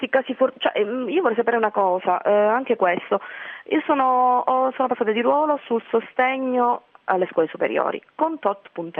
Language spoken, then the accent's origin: Italian; Calabria, Italy; Quindi io sono calabrese